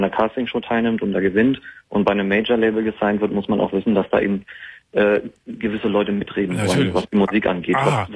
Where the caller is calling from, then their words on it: Hamburg, Germany; Ich komme halt aus Hamburg